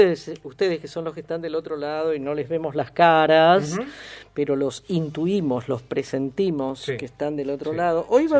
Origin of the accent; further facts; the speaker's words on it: Argentina; cuando preguntaba de dónde sos, Argentina